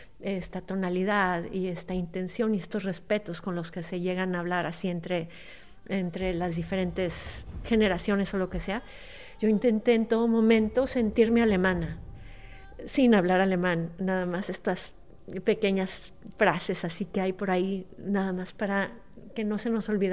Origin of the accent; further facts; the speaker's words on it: Mexico; Y entonces esto me ha servido mucho siendo mexicana.